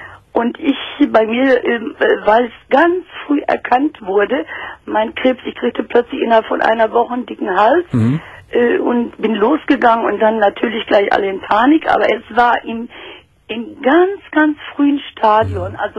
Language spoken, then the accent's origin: German; Berlin, Germany; Ich komme aus Berlin und kann nicht U-Bahn fahren.